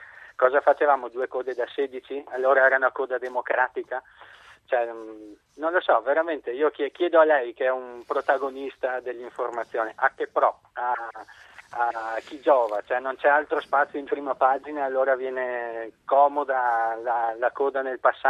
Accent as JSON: {"language": "Italian", "town": "Conegliano", "region": "Veneto", "country": "Italy", "said": "io sono di Conegliano e la faccio da una vita quella strada per lavoro"}